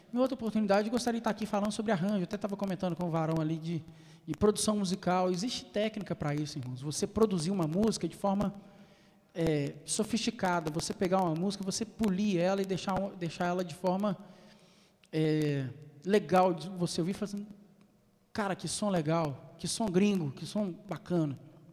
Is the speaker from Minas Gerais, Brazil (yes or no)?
yes; Belo Horizonte, Minas Gerais, Brazil; sou lá de Belo Horizonte. Eu comecei a tocar violão com 14 anos e já ministrar na minha igreja já com 14 anos. Hoje eu estou com 34.